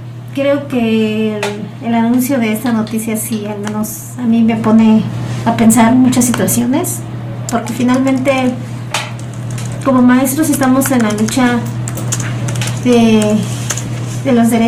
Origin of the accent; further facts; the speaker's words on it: Oaxaca, Mexico; yo no soy de Valles Centrales, yo soy de la Mixteca, y pues finalmente el hecho de que yo esté aquí no me desliga de todo lo que sucede en mi región, de todo lo que sucede en mi comunidad.